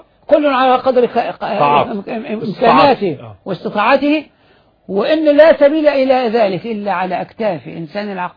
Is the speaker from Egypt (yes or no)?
yes; Egypt; إحنا مصريين